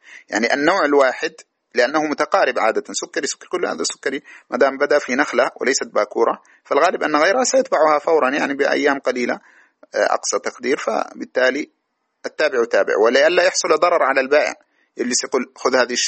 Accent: Sudan; وعندنا في السودان مثلا بركاوي والقنديلة والتمودة وهذه الأشياء

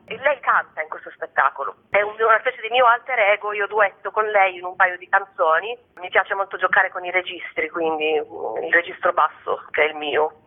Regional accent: Bari, Apulia, Italy; anche se io sono di Bari, ho imparato a cantare in emiliano

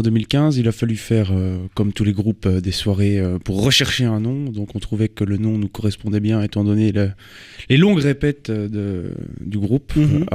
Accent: Virton, Wallonia, Belgium; On est de Virton tous les trois, dans, dans le coin de Virton.

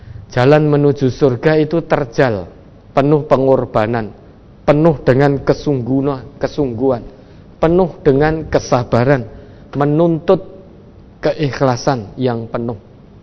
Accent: Surakarta, Central Java, Indonesia; Tidak harus saya asli Solo, matinya harus di Solo, tidak.

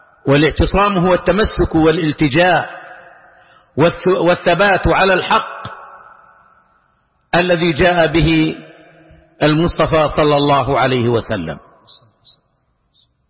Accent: Saudi Arabia; كما هو الحال ولله الحمد والمنة في بلادنا المملكة العربية السعودية

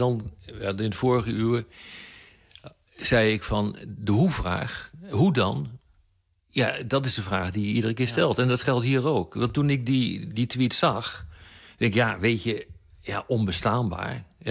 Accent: Zwolle, Overijssel, Netherlands; also born or lived in Dordrecht / Groningen / Leiden; Ik ben geboren in Dordrecht, ik ben opgegroeid in Zwolle. En vervolgens ben ik naar Groningen gegaan om te studeren. En daarna naar Leiden om verder te studeren.

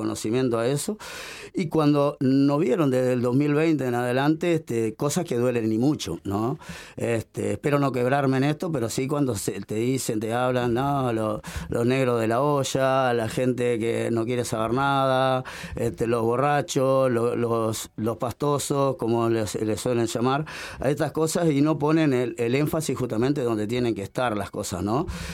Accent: Uruguay; de mi parte lo comento siendo uruguayo

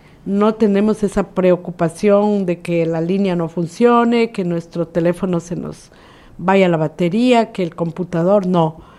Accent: Ecuador; quienes podemos votar somos los ecuatorianos que nos hemos inscrito en los padrones

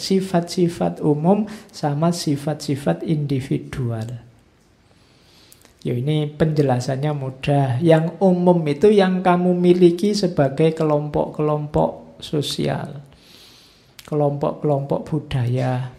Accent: East Java, Indonesia; also born or lived in Yogyakarta; Atau sama-sama Jawa, neng aku Jawa Timur.

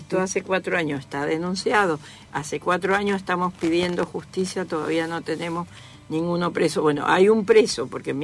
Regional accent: Misiones, Argentina; Te imaginas que yo vengo de la selva de Misiones, con apenas la primaria hecha.

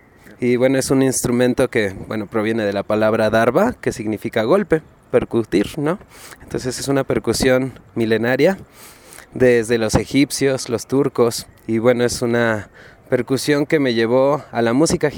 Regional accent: Mexico; a pesar de que somos mexicanos, pero de distintos estados

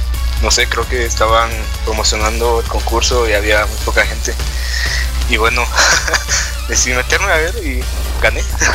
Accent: Guatemala; Sí, soy de Guatemala. Bueno, sí, soy guatemalteco. Sí, sí. De un país pequeño relativamente.

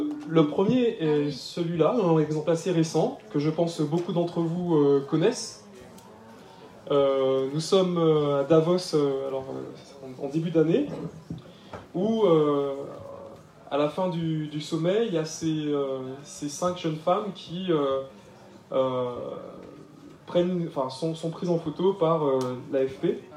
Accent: Martinique, France; Quand j'ai grandi en Martinique, j'avais les deux intérêts qui étaient pour moi, que je n'arrivais pas encore à lier.

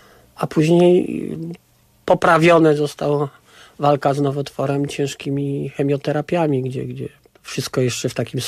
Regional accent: Kraków, Lesser Poland, Poland; Wychowałem się w bardzo specyficznym miejscu, a mianowicie w robotniczej dzielnicy Krakowa, Nowej Hucie, takim blokowisku.

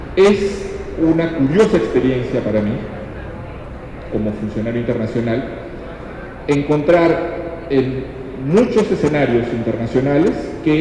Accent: Peru; porque yo siendo peruano no quiero desaprovechar la oportunidad.

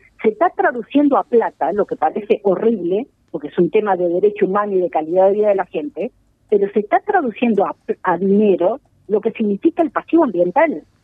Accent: Uruguay; tenemos que sentarnos a pensar como uruguayos

